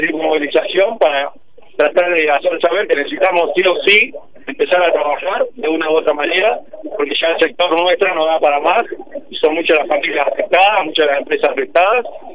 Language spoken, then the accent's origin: Spanish; Tandil, Buenos Aires Province, Argentina; Somos de Tandil, pagamos impuestos acá